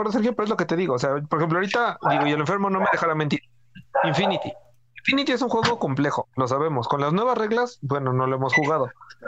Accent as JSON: {"language": "Spanish", "country": "Mexico", "said": "Como buenos mexicanos, vamos a estar mentando madres 2 semanas."}